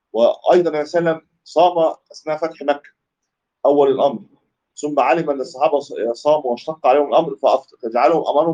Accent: Cairo, Cairo Governorate, Egypt; يعتبرها دي مفارقه العمران عندنا في مصر يعني في القاهره

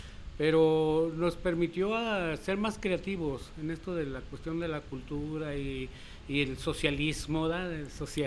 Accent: Jalisco, Mexico; born there; now in Piedras Negras, Mexico; Bueno, yo nací aquí en Jalisco, pero ahorita radico en Piedras Negras, Coahuila, allí cerquitas de Eagle Pass, Texas.

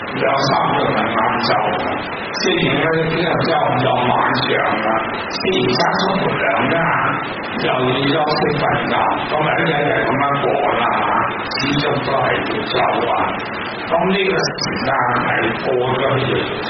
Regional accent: Hong Kong; 我们香港人很有所口头禅

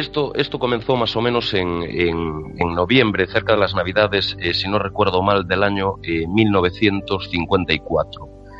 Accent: Muros, Galicia, Spain; yo soy de un pueblo que se llama Muros de San Pedro, aquí en la costa gallega, donde empezaba Costa da Morte

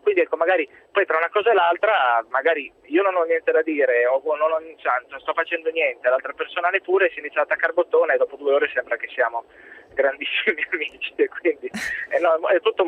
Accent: Milan, Lombardy, Italy; ho 31 anni, sono di Milano

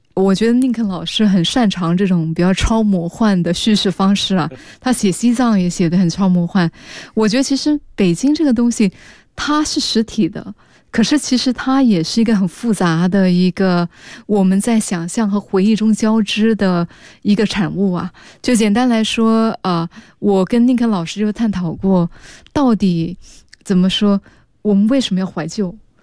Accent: Singapore; 我是新加坡人啊，

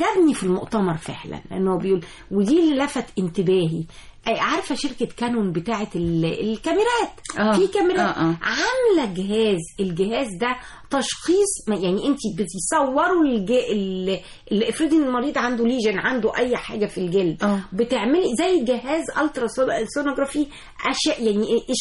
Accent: Egypt; احنا كمصريين لنا بشره جميله ولنا بشره خمريه

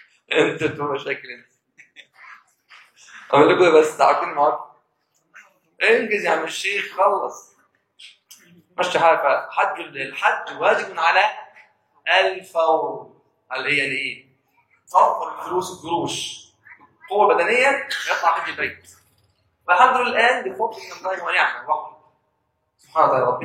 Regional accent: Egypt; انا بقى ايه بلدي مصر انا مصري

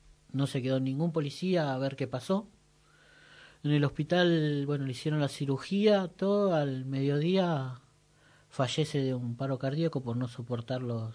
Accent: Cuartel Quinto, Buenos Aires Province, Argentina; Me crié prácticamente en Cuartel Quinto, más allá de que yo ahora vivo en Ayelén, pero mis hermanos y mis familiares están todos ahí.

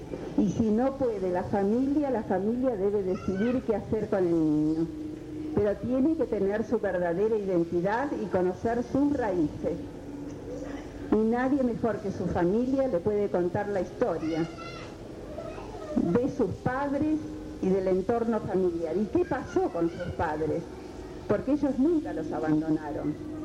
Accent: Argentina; Al menos así es en mi país, en Argentina.

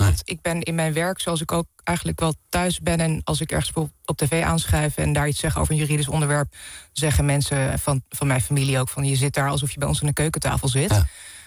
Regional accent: Deventer, Overijssel, Netherlands; moved away as an adult; ik ben opgegroeid in Deventer en daar tot mijn 19e gewoond.

